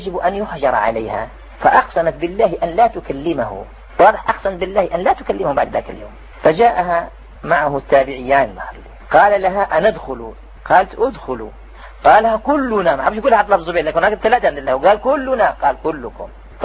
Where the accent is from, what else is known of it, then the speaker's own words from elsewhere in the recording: Algeria; كان فيها أنا جزائري كان واحد سوداني